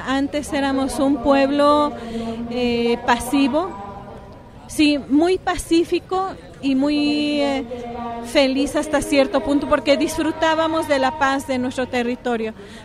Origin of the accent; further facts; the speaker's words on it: Mexico; somos muchos mexicanos, muchas mexicanas que estamos en las calles